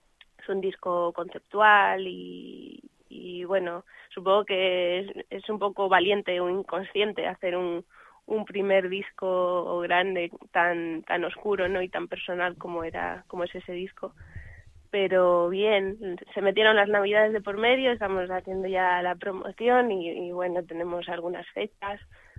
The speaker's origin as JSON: {"language": "Spanish", "region": "Extremadura", "country": "Spain", "said": "yo que soy de aquí, de Extremadura, y todavía vivo por aquí, pues tengo más fechas por aquí cerquita"}